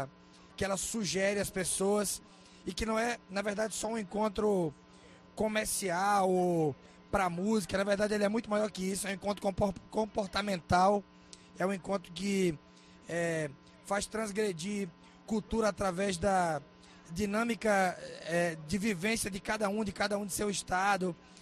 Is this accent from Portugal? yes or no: no; Natal, Rio Grande do Norte, Brazil; eu toco no … tenho um do Sol, sou lá de Natal.